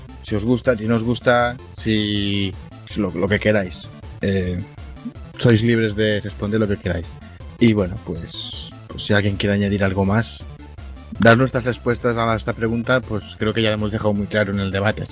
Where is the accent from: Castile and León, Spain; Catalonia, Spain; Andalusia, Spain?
Catalonia, Spain; y soy catalán